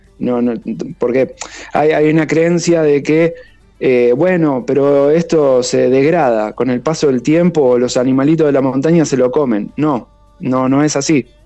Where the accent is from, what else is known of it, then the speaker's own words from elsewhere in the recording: Argentina; Como la Argentina, por la cuestión del cambio, resulta barata para los extranjeros, y encima tenemos los Andes con los picos más altos de América